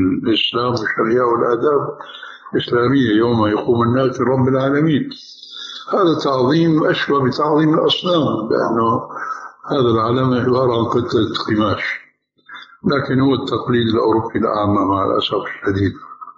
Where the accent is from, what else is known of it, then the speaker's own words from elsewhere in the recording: Syria; now in Jordan; ولو أمثله هنا في الأردن وفي عندنا في سوريا